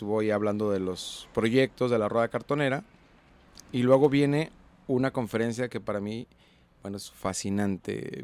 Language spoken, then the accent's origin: Spanish; Juanacatlán, Jalisco, Mexico; Yo hacía una referencia a mi pueblo, Juanacatlán